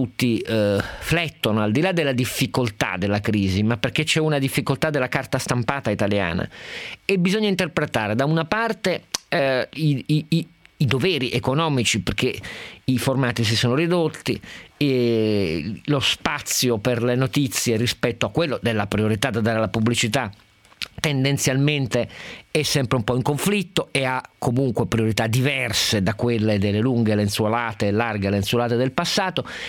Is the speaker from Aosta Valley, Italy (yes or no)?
no; Turin, Piedmont, Italy; Io tra l'altro sono torinese, quindi ohimè sono direttamente interessato